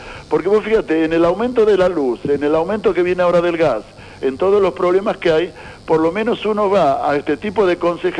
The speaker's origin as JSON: {"language": "Spanish", "country": "Argentina", "said": "también en esto, como argentinos, tenemos la culpa nosotros"}